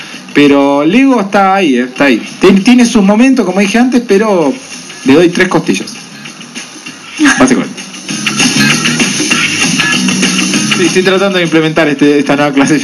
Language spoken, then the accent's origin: Spanish; Argentina; yo soy argentino, humilde, y yo de chico tenía mis ladrillos.